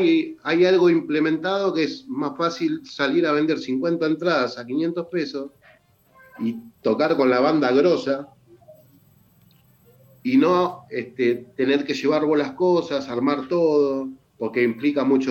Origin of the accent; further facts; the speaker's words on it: Guernica, Buenos Aires Province, Argentina; now in San Vicente, Argentina; yo soy de Guernica, pero los años han hecho que nos fuéramos prácticamente para San Vicente.